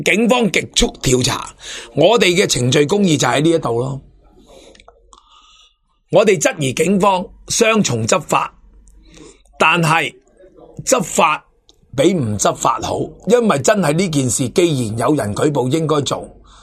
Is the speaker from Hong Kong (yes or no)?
yes; Hong Kong; 如果用共产党的或者我们香港人讲呢